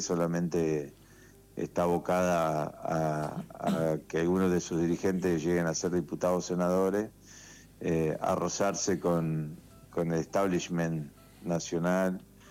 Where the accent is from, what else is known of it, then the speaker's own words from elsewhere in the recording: Jovita, Córdoba, Argentina; es de mis tíos, se lo alquilo a mis tíos, era una estancia, La Juanita se llamaba, al sur de Córdoba, en Jovita, mi pueblo.